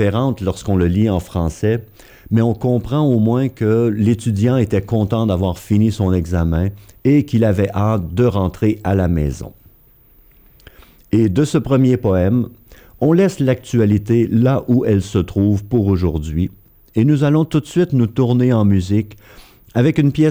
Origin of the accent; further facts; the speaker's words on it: Quebec, Canada; accent: Québécois; déformée par mon accent québécois, bien sûr